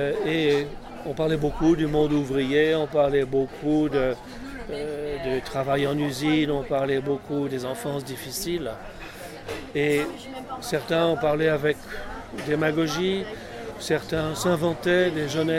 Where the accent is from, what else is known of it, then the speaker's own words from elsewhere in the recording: Paris, Île-de-France, France; born there; Non, je suis pas né à Neuilly. Je suis né à Paris.